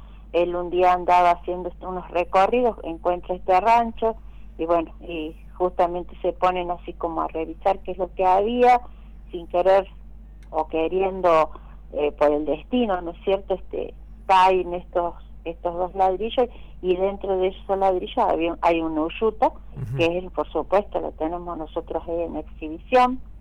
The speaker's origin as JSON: {"language": "Spanish", "region": "Buenos Aires", "country": "Argentina", "lives_now": "La Dormida, Argentina", "said": "No soy de La Dormida, no soy nacida ni criada acá. Mis raíces son de Buenos Aires, claro."}